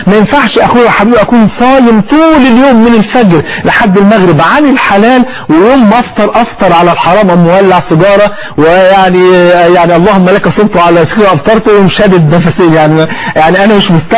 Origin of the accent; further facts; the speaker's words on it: Egypt; وانت عارف عندنا في مصر الفول في 40 يعني